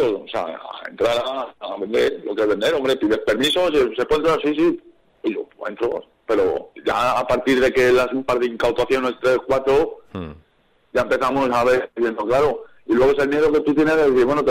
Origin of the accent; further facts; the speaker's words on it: Albacete, Castilla-La Mancha, Spain; moved away; Porque nosotros venimos de Albacete.